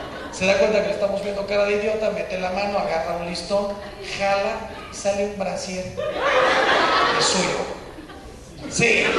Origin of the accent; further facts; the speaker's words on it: Mexico; Miren, yo soy mexicano, me imagino que muchos de ustedes también.